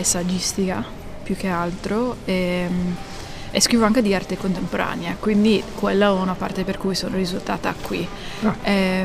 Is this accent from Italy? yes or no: no; United States; Sì, sono statunitense proprio in realtà.